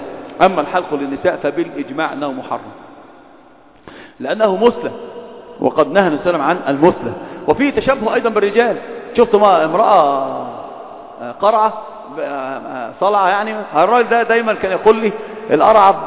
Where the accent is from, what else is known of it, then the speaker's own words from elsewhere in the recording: Upper Egypt, Egypt; هتعامل معك كصعيدي مع الصعيدة